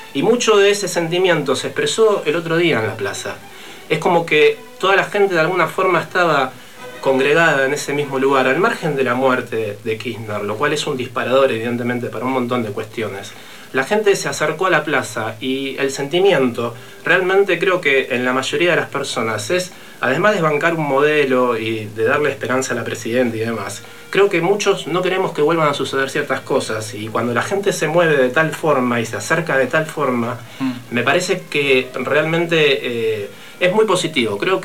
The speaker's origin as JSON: {"language": "Spanish", "country": "Argentina", "said": "Hemos vivido un proceso que fue tremendo para nosotros como historia y como país y como argentinos."}